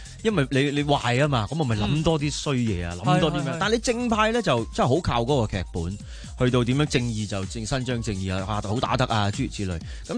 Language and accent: Cantonese; Hong Kong; 咁喺度土生土长㗎嘛。